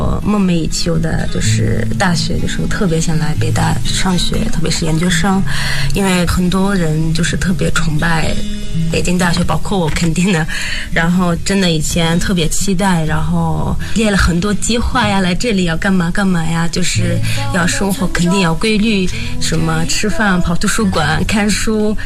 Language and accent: Chinese; Jordan; Chinese is a second language; now in China; 我是北大新闻传播学院的演艺新生。